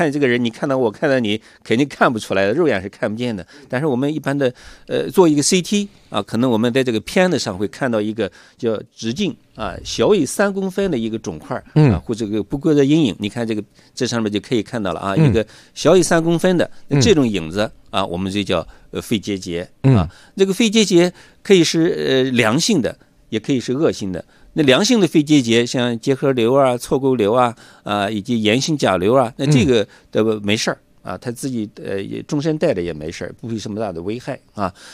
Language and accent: Chinese; China; 因为我们中国人数本身就多